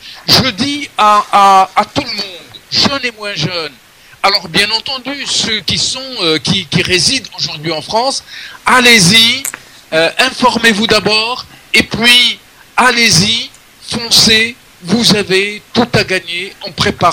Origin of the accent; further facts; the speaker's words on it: Sétif, Sétif Province, Algeria; Je suis originaire de Sétif. J'ai une formation de psychologue et de conseiller d'orientation scolaire et professionnelle. En Algérie, j'ai débuté ma carrière comme instituteur pendant quelques années.